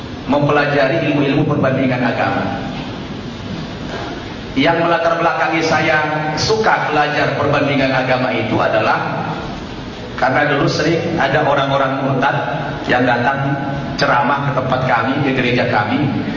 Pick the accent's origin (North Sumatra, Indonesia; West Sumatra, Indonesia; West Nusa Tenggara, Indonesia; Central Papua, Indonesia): North Sumatra, Indonesia; Toba; Saya kampung aslinya dari Toba.